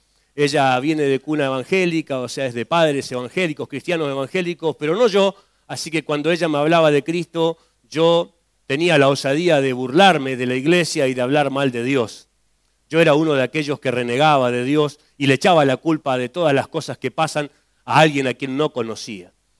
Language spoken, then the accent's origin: Spanish; Las Heras, Santa Cruz, Argentina; en mi pueblo, un pueblo conocido por muchos, el pueblo de los suicidas del fin del mundo, yo vengo de Las Heras, Santa Cruz. Las Heras, Santa Cruz es un pueblito muy chiquitito, tenía en ese tiempo unos 14.000 habitantes